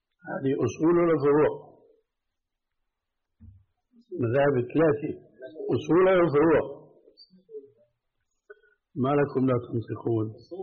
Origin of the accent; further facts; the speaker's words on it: Syria; أما جماهير الناس كما يقولون عندنا في سوريا هاتي له امشي